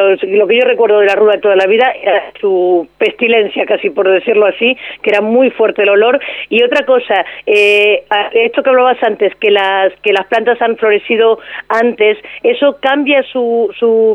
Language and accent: Spanish; Argentina; Y yo recuerdo en el campo, en Argentina, que hay muchísima ruda, y mi abuela, que era gallega, cogía las ramas de ruda para alejar a las meigas, a las brujas